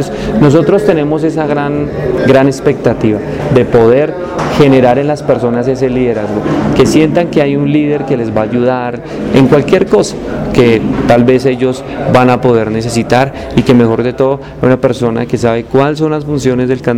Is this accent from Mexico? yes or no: no; Soacha, Cundinamarca, Colombia; also born or lived in Bogotá; Yo nací en Bogotá y fui criado en Soacha. Mi mami no me pudo tener en Soacha porque desafortunadamente no se pudo, pero me pudo tener un hospital en Bogotá, y yo fui aquí criado, aquí nacimos y aquí crecimos